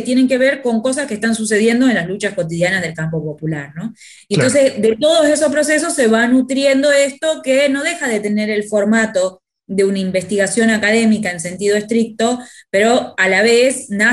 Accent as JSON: {"language": "Spanish", "region": "Tucumán", "country": "Argentina", "lives_now": "Buenos Aires, Argentina"}